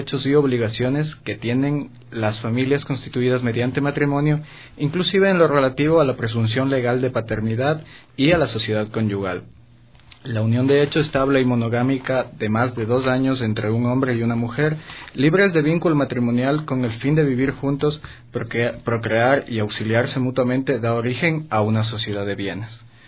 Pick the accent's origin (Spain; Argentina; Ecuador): Ecuador; dentro de nuestras posibilidades civiles como ecuatorianos